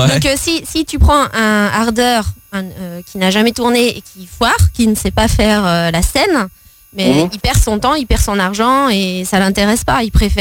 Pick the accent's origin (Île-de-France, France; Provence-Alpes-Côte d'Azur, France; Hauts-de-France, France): Hauts-de-France, France; Maubeuge; born there; Je suis née à Maubeuge.